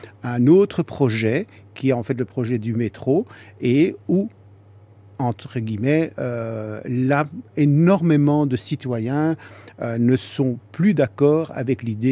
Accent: Brussels, Belgium; je suis un Marolien, puisque je suis né dans les Marolles.

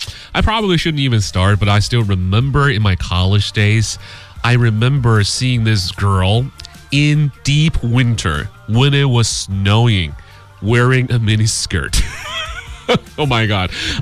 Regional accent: China; you're talking to a Chinese.

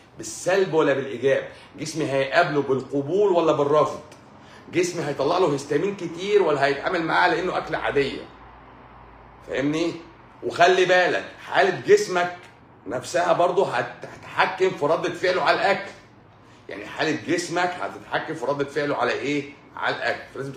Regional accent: Egypt; احنا بقى عايزين نعمل واحدة احنا عندنا في مصر.

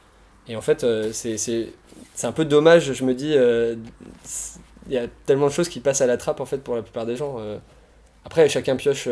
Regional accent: France; Mais en tant que Français, on s'est pas fait embêter déjà

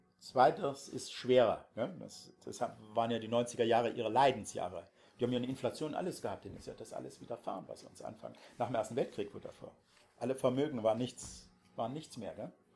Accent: Dresden, Saxony, Germany; Also ich als Dresdner

